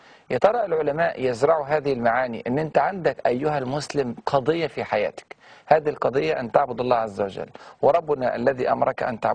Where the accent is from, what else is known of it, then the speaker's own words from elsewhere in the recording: Egypt; وبدأ يصنع الآلات بالإمكانيات اللي عندنا في مصر هنا وفي هذه الظروف اللي احنا عايشينها